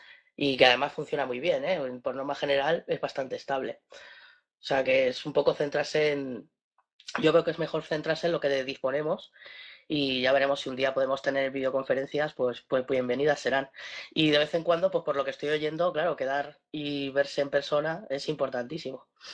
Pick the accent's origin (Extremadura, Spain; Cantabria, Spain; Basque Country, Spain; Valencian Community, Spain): Valencian Community, Spain; Valencia; ¿vale? Soy de Valencia.